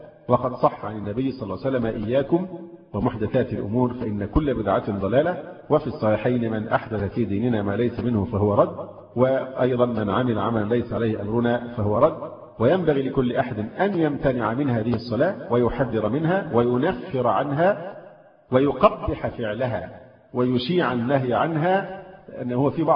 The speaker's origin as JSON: {"language": "Arabic", "country": "Egypt", "said": "فرض المفروض أن احنا مصريين وعارفين لقبه"}